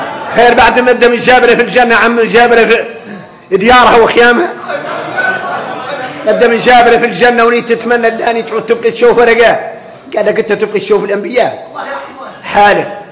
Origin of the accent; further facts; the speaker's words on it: Mauritania; وفينا احنا اليوم موريتاني